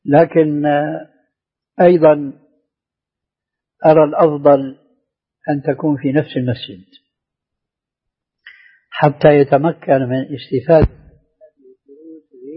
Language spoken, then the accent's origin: Arabic; Damascus, Damascus Governorate, Syria; كان عندنا في دمشق مروج موقوفة لرعاية الخيل